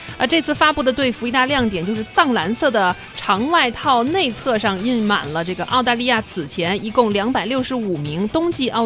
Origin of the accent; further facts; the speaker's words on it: Nanjing, Jiangsu, China; 但是在缺少了自然冰雪的像南方，比如说我老家南京